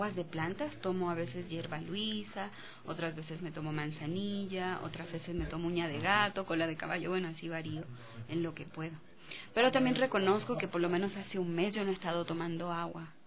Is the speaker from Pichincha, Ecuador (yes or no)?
no; Vilcabamba, Loja, Ecuador; De Loja. Nací en Loja, en Vilcabamba.